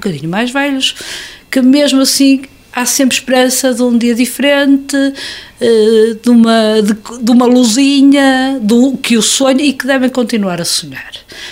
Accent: Porto, Portugal; Nós somos uma banda de Porto, assumidamente, apesar de agora, não vivemos no Porto, nós somos do Porto, nascemos no Porto, é a nossa cidade.

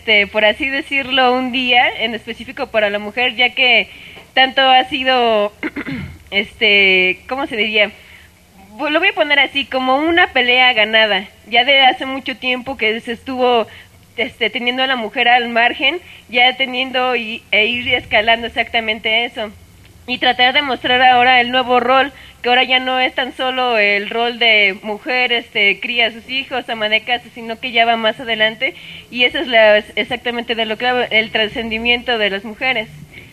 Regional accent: Chicoloapan, State of Mexico, Mexico; Ya que yo no soy de esta comunidad, yo vengo de San Isidro, Chicoloapan.

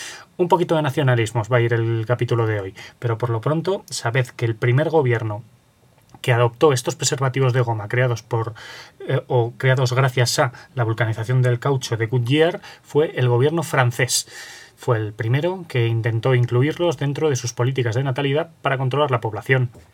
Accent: Aragon, Spain; resido en Zaragoza y por lo tanto soy aragonés

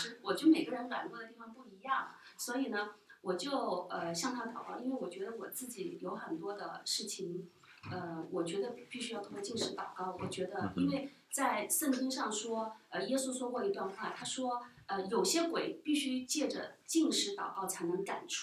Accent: Hunan, China; 那么再加上我是湖南人，吃的口味香辣麻辣

